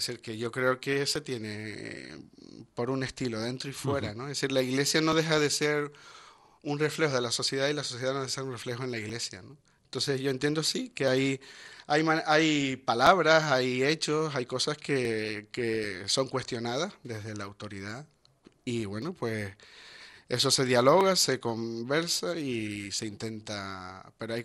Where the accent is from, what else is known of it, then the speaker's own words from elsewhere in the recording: Canary Islands, Spain; siempre hemos sido canarios, hemos sido cristianos y nos hemos hecho curas